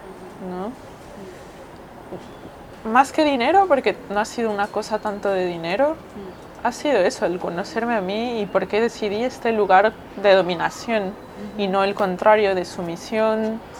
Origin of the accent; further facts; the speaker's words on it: Mexico City, Mexico; soy dominatrix profesional, vengo de la Ciudad de México, tengo 31 años